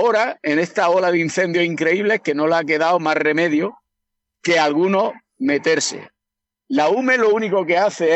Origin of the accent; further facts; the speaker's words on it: Jaén, Andalusia, Spain; Yo soy de Jaén, me llaman mañana para un incendio en Cádiz, ¿vale?